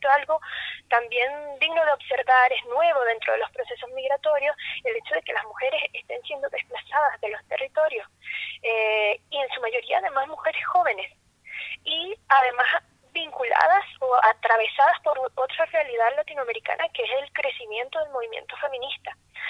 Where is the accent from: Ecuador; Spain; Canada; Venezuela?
Venezuela; nosotros como venezolanas tenemos una experiencia súper dura con respecto a la política